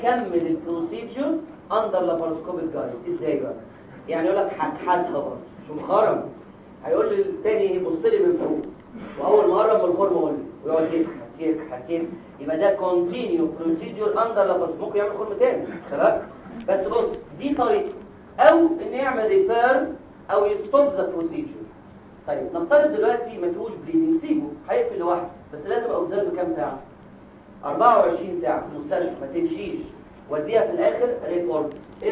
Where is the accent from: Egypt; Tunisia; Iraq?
Egypt; يعني مش عارف عندنا في مصر ايه